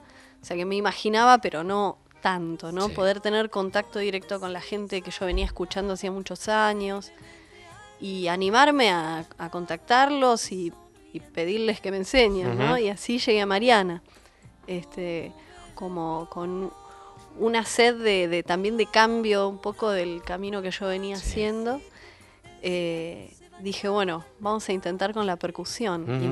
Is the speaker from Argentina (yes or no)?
yes; Los Toldos, Buenos Aires Province, Argentina; Yo me crié en Los Toldos, sí. provincia de Buenos Aires, y sí, muy rodeada de las costumbres tradicionalistas.